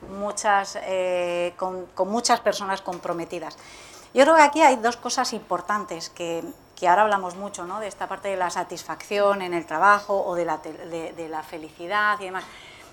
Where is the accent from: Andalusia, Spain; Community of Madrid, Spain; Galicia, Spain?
Community of Madrid, Spain; Alcalá de Henares; Yo soy de Alcalá de Henares